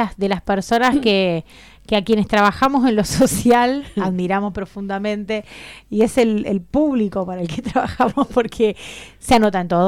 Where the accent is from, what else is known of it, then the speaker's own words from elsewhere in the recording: San Esteban, Córdoba, Argentina; Si vos, hablando acá con alguien de Córdoba Capital, le decís que sos de San Esteban y no sabe dónde queda